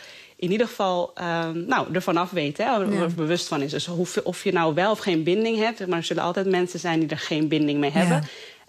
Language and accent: Dutch; Netherlands; born there; als Indonesiër die in Nederland woont en hier ook geboren is